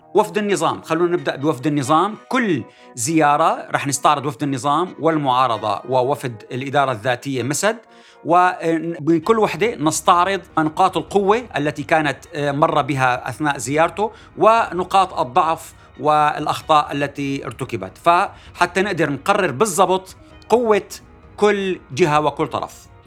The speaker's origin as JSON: {"language": "Arabic", "country": "Syria", "said": "ماذا يجب أن نفعل كسوريين"}